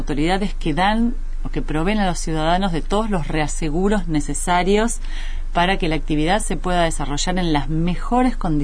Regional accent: Argentina; en países, no solo como Argentina, que tenemos muchas comunidades, bueno, collas principalmente en el norte del país

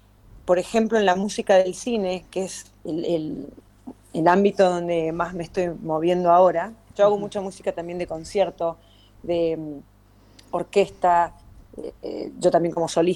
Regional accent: Mendoza, Argentina; moved away; porque me fui muy joven. Yo nací, crecí, estudié en Mendoza. No pasé por Buenos Aires a hacer estudios o carrera.

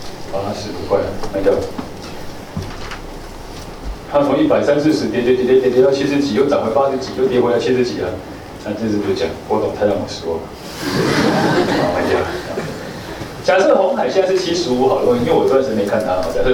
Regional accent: Taiwan; 但是我们台湾人心脏比较弱，

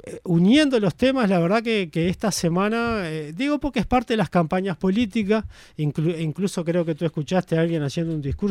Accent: Maldonado, Uruguay; Como soy de Maldonado y conozco más

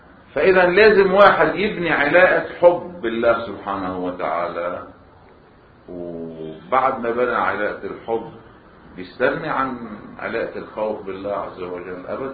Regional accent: Lebanon; على الطريقة السائدة عندنا بلبنان التسويات

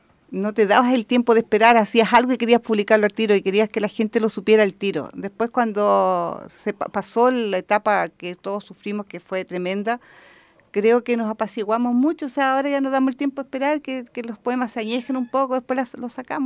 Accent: Santiago, Santiago Metropolitan, Chile; born there; Bueno, yo nací en Santiago.

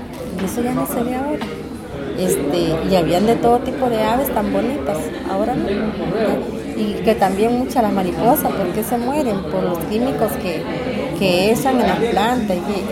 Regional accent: Upala, Alajuela, Costa Rica; born there; also born or lived in Nicaragua; Yo vine a Nicaragua, digamos a los 27 años por ahí, pero cuando yo nací en Upala. Lo que pasa es que como de 6, 7 años mis padres me llevaron a Nicaragua y después volví otra vez.

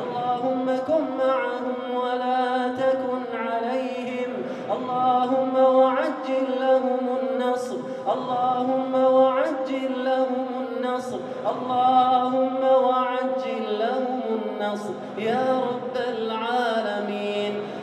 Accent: Kuwait; اللهم إنك أنعمت على بلادنا الكويت بنعم كثيرة

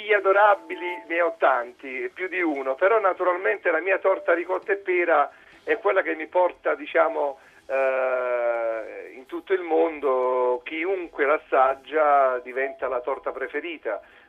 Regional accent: Campania, Italy; Le ho tradotti appunto nei prodotti della mia terra, partendo dal Cilento fino a Sorrento

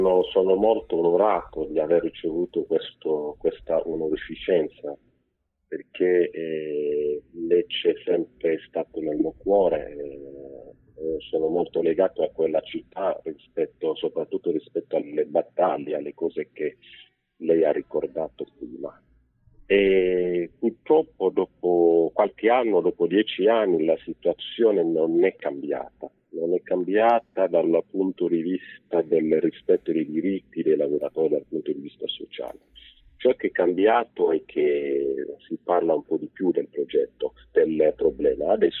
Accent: Cameroon; Dall'età di 5 anni io scopro l'Italia attraverso i mondiali di calcio Italia 90. Mm-hmm. Il mio paese, il Camerun, partecipò a quei mondiali

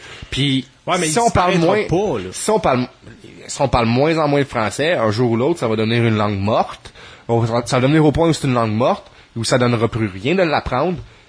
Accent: Quebec, Canada; faut pas chercher loin pour pas se faire servir dans notre langue maternelle, là, ici au Québec.

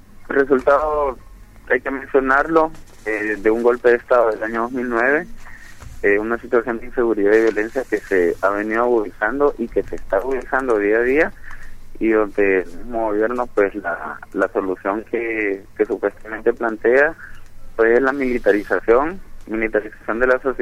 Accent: Honduras; nosotros y nosotras como hondureñas vivimos acá

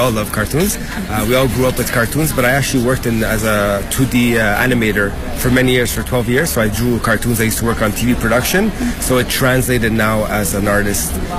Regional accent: Montreal, Quebec, Canada; I'm a pop artist, and I'm from Montreal, Canada.

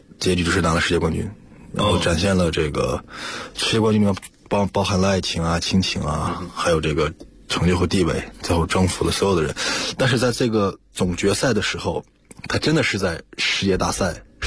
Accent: Inner Mongolia, China; 因为我老家是内蒙古，是蒙古族。

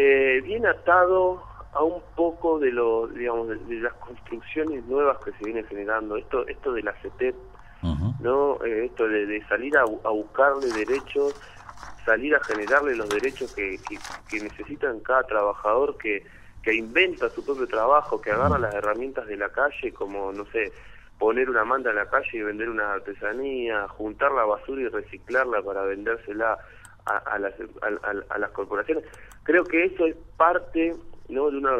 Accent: Argentina; y como argentinos, una de las cosas que pudimos hacer

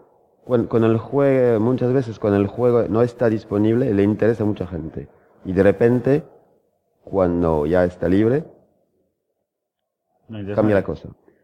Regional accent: A Coruña, Galicia, Spain; voy de vacaciones a Coruña, de donde soy originario

